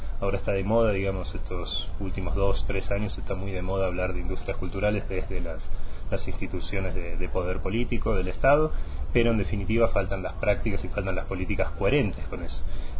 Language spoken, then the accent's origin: Spanish; Argentina; now in Quito, Ecuador; yo, siendo de origen argentino, recién hace unos año y medio que vivo aquí en Quito